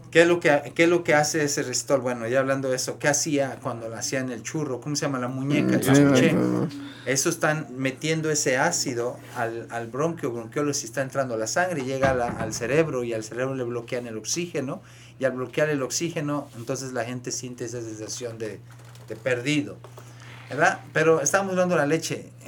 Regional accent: Michoacán, Mexico; also born or lived in Guadalajara; Yo soy de Sabue, Michoacán, pero estudié en Guadalajara. Yo vivía en el Coli.

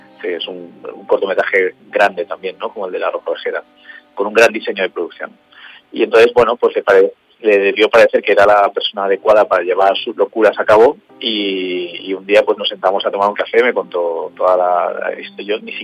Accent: Valencia, Valencian Community, Spain; Bueno, nosotros somos de Valencia

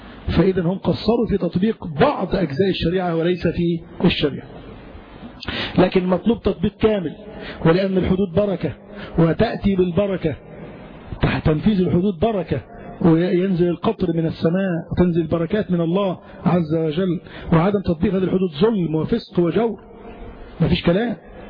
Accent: Egypt; طيب هل الحاكم مثلا عندنا في مصر قصر في شيء من التطبيق

